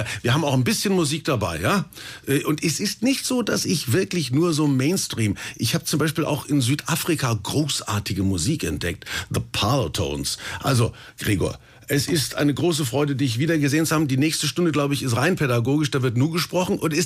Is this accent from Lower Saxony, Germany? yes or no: no; Kulmbach, Bavaria, Germany; Ich bin in Kulmbach groß geworden, da in der Provinz zwischen Bamberg und Bayreuth.